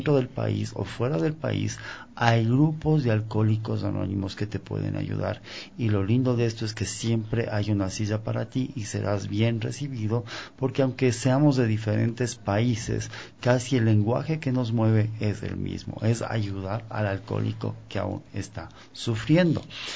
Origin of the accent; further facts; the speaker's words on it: Ecuador; yo soy ecuatoriano